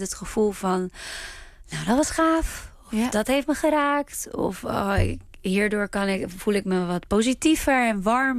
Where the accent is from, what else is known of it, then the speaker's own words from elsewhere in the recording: Israel; En waar ik vandaan kom. En toevallig is het Israël en het Hebreeuws.